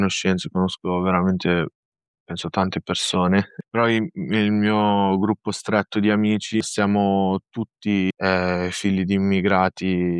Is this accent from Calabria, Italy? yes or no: no; Varese, Lombardy, Italy; I miei genitori sono di origini marocchine, io ho una sorella, anche lei è nata e cresciuta qui in Italia, a Varese